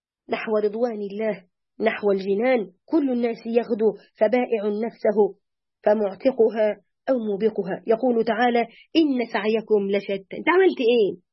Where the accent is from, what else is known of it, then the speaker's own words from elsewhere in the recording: Egypt; ونتذكرهم ما كان من هؤلاء الفراعنة وإحنا مصريين